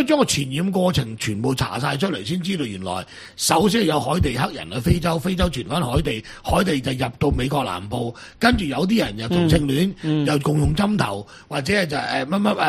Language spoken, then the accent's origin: Cantonese; Macau; 我哋澳門人好多都中意娶波蘭東歐